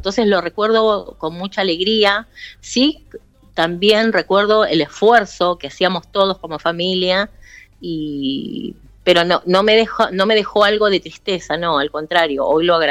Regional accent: San Justo, Buenos Aires Province, Argentina; Yo me crié en un barrio de la provincia, en San Justo.

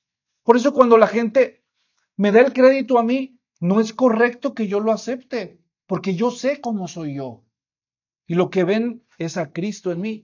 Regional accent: Mexico; No, así somos nosotros los mexicanos.

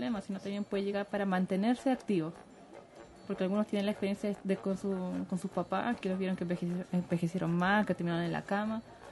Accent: Punta Arenas, Magallanes, Chile; now in Concepción, Chile; Yo soy de Punta Arenas.

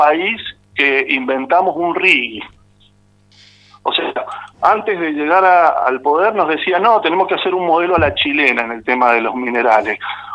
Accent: Argentina

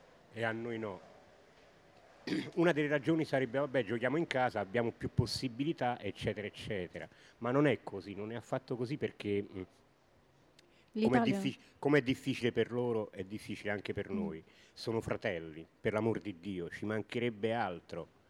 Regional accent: Naples, Campania, Italy; now in Bologna, Italy; Io vengo da Bologna, però sono nativo di Napoli e sono circa 18 anni che vivo a Bologna.

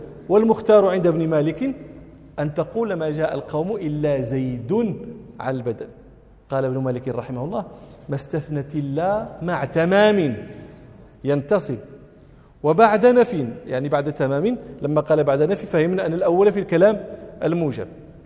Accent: Rabat, Rabat-Salé-Kénitra, Morocco; أنا من جنس غير جنس أهل طنجة، أنا من أهل الرباط منشأ ومولدا ومن أهل دكالة أصولا، ففي جميع الأحوال لست من أهل طنجة.

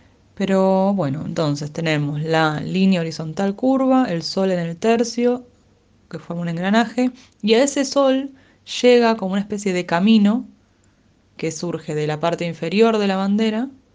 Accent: Lanús, Buenos Aires Province, Argentina; mi ciudad, la ciudad de Lanús, en la cual nací en 1986. En realidad, para ser honesta, no nací en Lanús

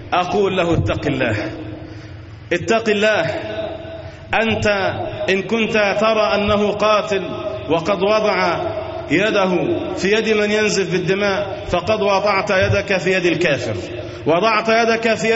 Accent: Egypt; وأن ينزل على بلادنا مصر الأمن والأمان والسكينة والاستقرار

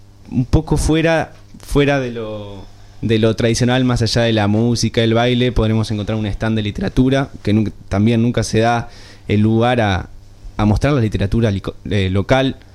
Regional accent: Uruguay; bien llevado a nuestra tradición como uruguayos

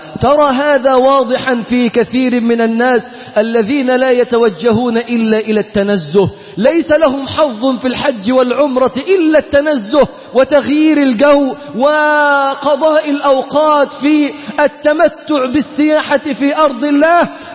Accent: Egypt; أنت منين؟ تقول له: أنا من مصر.

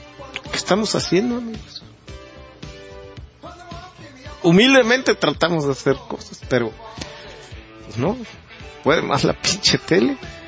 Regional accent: Mexico; Y no podemos, como sociedad, como mexicanos, dejar caer más esto.

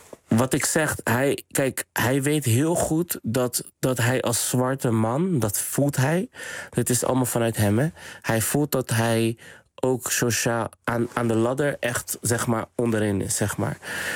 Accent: Rotterdam, South Holland, Netherlands; En ik kom uit Rotterdam-West, Spangen. En dat werd altijd als een soort van achterstandswijk, een soort van geprofileerd van het achterstandswijk.

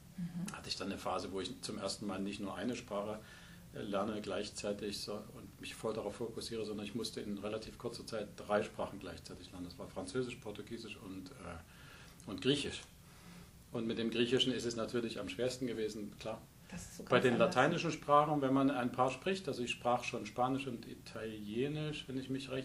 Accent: Germany; ich komme auch aus dem Osten. Das heißt, meine Vergangenheit ist in der DDR. Ich bin in der DDR sozialisiert sozusagen in meiner ersten Kindheit und Jugend.

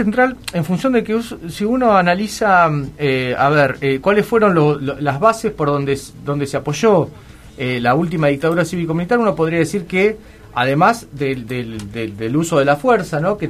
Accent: La Plata, Buenos Aires Province, Argentina; nosotros somos de La Plata

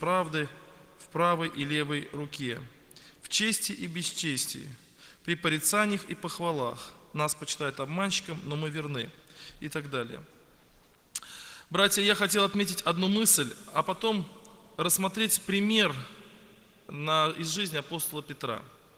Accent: Yeysk, Krasnodar Krai, Russia; Я сам из Краснодарского края, город Ейск, на берегу Азовского моря, есть такой небольшой городок. У меня пятеро детей, мне 34 года.

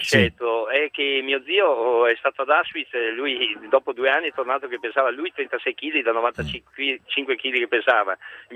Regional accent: Venice, Veneto, Italy; now in Rome, Italy; Io sono da Venezia, sono venuto qui a Roma

